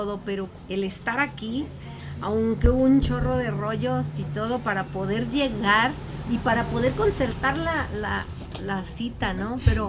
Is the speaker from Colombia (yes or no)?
no; Guadalajara, Jalisco, Mexico; Hijo, yo soy de aquí, de Guadalajara, Jalisco, y nací en el barrio de Santa Tere. Nací en la calle de Ramos Millán, en casa con doctor y partera.